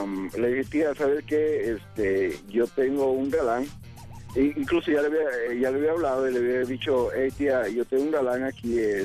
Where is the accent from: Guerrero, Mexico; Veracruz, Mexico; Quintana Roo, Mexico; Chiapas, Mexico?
Guerrero, Mexico; Acapulco; recordando el México. Yo soy de Acapulco.